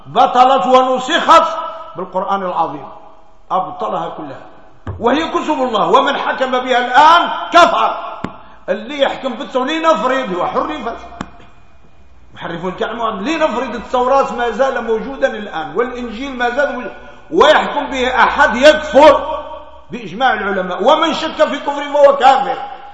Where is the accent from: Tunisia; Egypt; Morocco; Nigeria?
Morocco